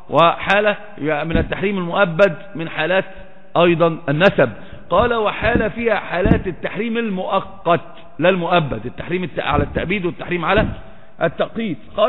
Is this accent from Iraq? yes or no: no; Upper Egypt, Egypt; أصلا عندنا في مصر برضو نفس الحكاية، في سمع وطاعة بس بيخرج. أصلا صعيدي